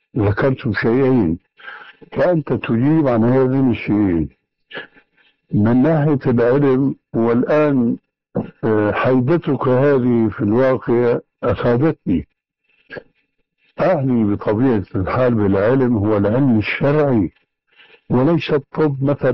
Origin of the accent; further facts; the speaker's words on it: Syria; يقولون عندنا في الشام